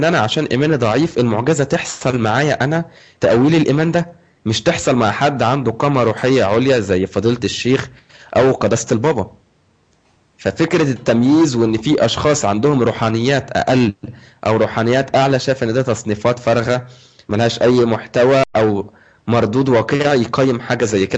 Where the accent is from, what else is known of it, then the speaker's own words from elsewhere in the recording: Egypt; دلوقتي بنلاقي في البرامج التلفزيونيه عندنا في مصر مذيعه بتتكلم عن الاستنساخ